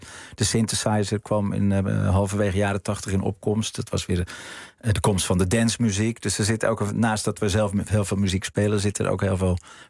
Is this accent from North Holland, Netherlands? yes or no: yes; North Holland, Netherlands; Nee, ik denk dat wij zijn Noord-Hollanders. We zijn heel nuchter.